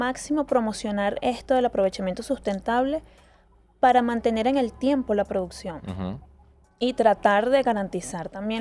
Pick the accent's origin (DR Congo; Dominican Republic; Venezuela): Venezuela; yo soy venezolano, entonces no me muevo hacia